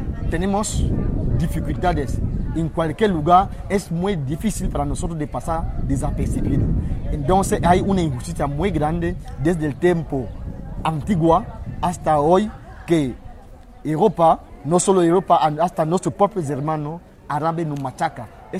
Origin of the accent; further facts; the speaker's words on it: Cameroon; Spanish is a second language; now in Spain; vengo de Camerún. Sí. Estuve también andando 8 meses para llegar hasta aquí.